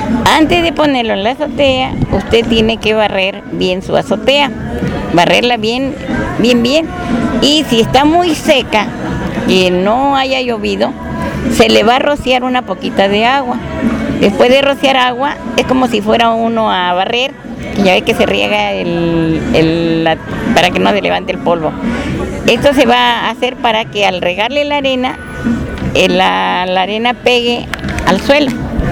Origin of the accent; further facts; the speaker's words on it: Tlapacoya, Veracruz, Mexico; yo soy de Tlapacoya, en Veracruz, y pertenezco a la organización Pobladores de Jalapa.